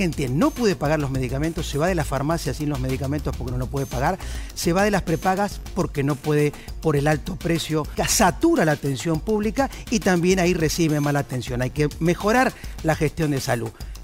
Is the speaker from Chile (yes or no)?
no; Buenos Aires, Argentina; born there; Yo nací acá en la Ciudad de Buenos Aires, vivo en la Ciudad de Buenos Aires y...